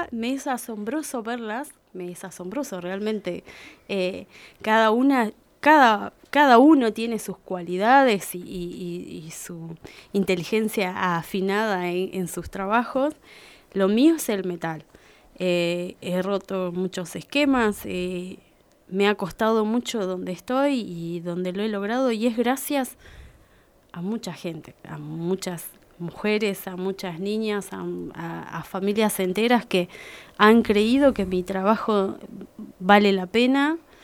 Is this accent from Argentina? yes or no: yes; Uriburu, La Pampa, Argentina; now in Santa Rosa, Argentina; Soy de Uriburu, nacida, criada toda mi vida allá y de repente abrí horizontes acá en Santa Rosa, más allá de viajar y estar unos meses en otros lados. Siempre fue mi lugar Santa Rosa.